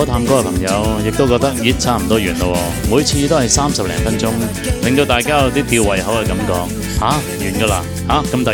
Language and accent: Cantonese; Hong Kong; 原因就系我哋香港人就系听粤曲大嘅，即系上一代。